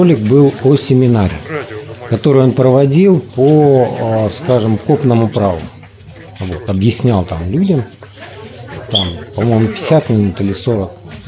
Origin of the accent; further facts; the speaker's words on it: Moscow, Russia; Я из Москвы.